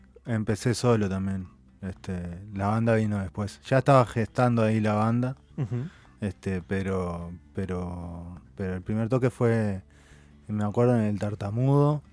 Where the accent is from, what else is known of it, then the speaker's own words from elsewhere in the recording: Montevideo, Uruguay; also born or lived in El Pinar; Y soy de Uruguay, de Montevideo. Estuve viviendo muchos años en El Pinar.